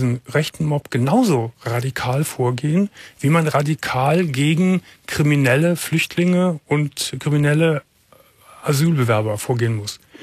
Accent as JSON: {"language": "German", "country": "Germany", "said": "Als Deutscher muss man sich dafür schämen."}